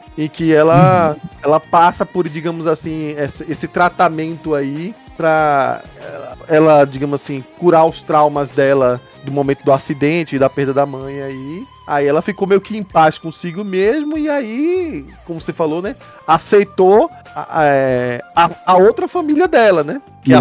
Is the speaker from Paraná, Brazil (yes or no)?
no; Recife, Pernambuco, Brazil; Eu sou de Recife, então eu adorei que tem uma personagem assim.